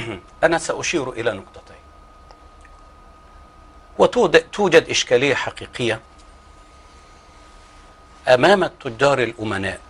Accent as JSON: {"language": "Arabic", "country": "Egypt", "said": "وأنا بصفتي من الريف"}